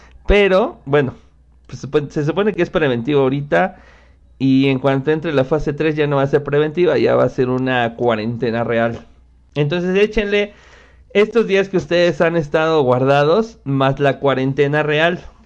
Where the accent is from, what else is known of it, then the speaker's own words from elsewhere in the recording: Mexico; yo soy mexicano